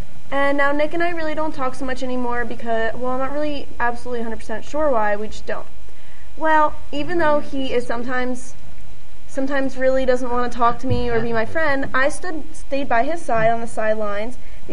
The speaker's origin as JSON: {"language": "English", "country": "Canada", "said": "Thank God I'm Canadian, guys."}